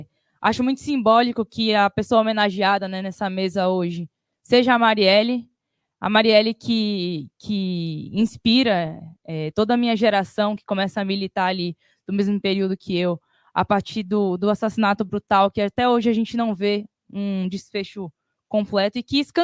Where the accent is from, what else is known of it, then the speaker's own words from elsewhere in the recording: Salvador, Bahia, Brazil; moved away as an adult; now in São Paulo, Brazil; Sou de Salvador, vim para cá, para São Paulo, para fazer minha faculdade.